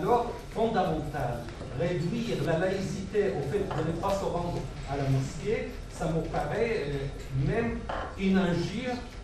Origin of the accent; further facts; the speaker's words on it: Aleppo, Aleppo Governorate, Syria; Moi, je viens de la ville d'Alep, c'est une ville cosmopolite, il y a de toute communauté.